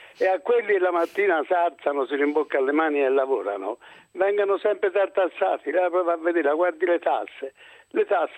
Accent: Florence, Tuscany, Italy; Io sono fiorentino, sì che sono anche un po' ghibellino.

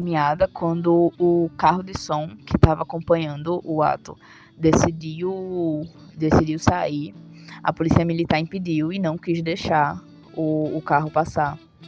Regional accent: Recife, Pernambuco, Brazil; sou antropóloga, sou de Recife.

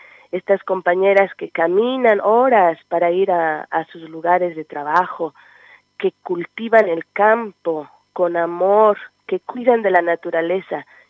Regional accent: Chiapas, Mexico; Yo soy chiapaneca y estudiaba en la universidad

